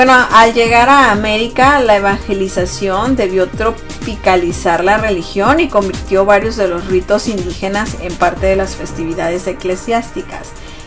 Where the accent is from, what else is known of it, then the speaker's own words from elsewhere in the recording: Mexico; Pero la mayoría de los que somos mexicanos, es cierto, nos gusta celebrar el Día de Muertos